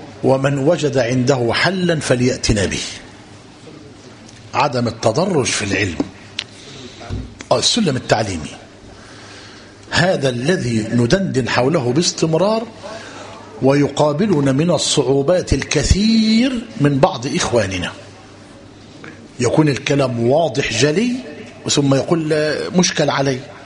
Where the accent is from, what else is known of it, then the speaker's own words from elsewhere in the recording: Egypt; الإشكالية عندنا في مصر إيه؟